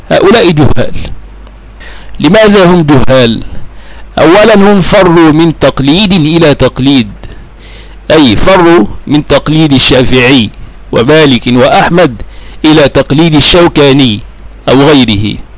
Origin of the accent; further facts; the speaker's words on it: Egypt; ثم درست المذهب الشافعي وأسير في دراسته، وهو الذي يسود عندنا في بلدنا مصر